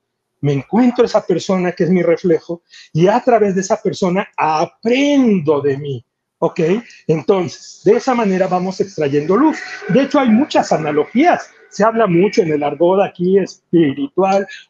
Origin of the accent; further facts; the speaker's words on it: Mexico; O sea, bueno, pues somos mexicanos, así nos decimos, ¿no?